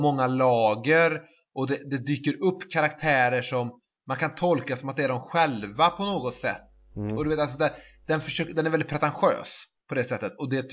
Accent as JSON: {"language": "Swedish", "town": "Trollhättan", "region": "Västra Götaland County", "country": "Sweden", "said": "Sen var jag hemma i Trollhättan igen"}